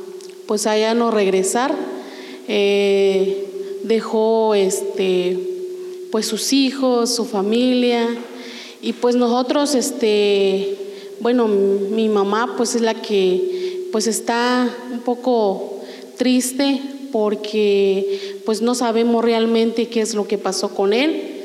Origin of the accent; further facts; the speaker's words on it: Las Margaritas, Chiapas, Mexico; soy de Las Margaritas.